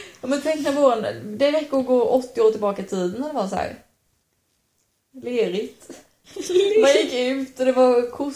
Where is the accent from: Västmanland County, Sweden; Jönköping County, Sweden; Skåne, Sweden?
Jönköping County, Sweden; Sävsjö; Vi kommer ju från Sävsjö allihopa, Sävsjö kommun.